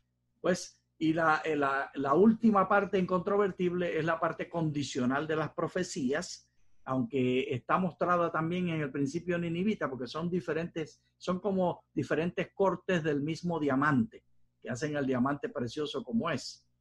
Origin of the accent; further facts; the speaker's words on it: Puerto Rico; de mis tiempos de niño en Puerto Rico decíamos así